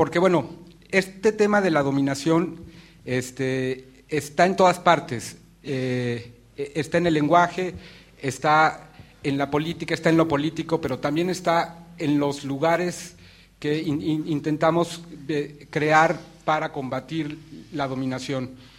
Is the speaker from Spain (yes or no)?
no; Mexico; Yo vengo de México, pasé por aquí por una casualidad enorme. Nada más estoy 3 días aquí